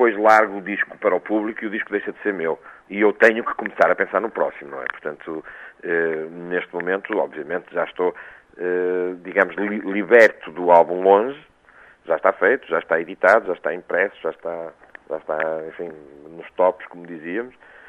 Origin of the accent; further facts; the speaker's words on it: Viseu, Portugal; aliás, onde eu sou oriundo, porque eu sou oriundo da Beira Alta